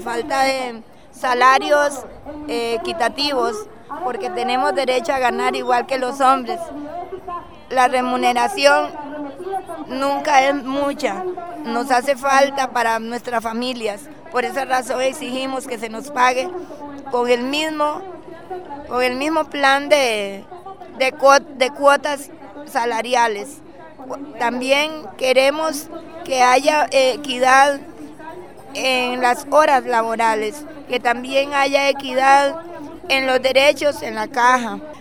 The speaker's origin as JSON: {"language": "Spanish", "region": "Puntarenas", "country": "Costa Rica", "said": "vengo de Punta Arenas"}